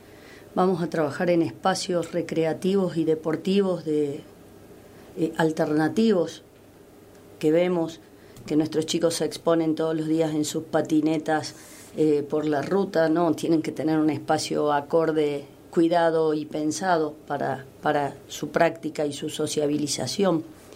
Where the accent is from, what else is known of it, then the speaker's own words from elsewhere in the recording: Cruz del Eje, Córdoba, Argentina; born there; now in Los Hornillos, Argentina; Yo soy nacida en Cruz del Eje.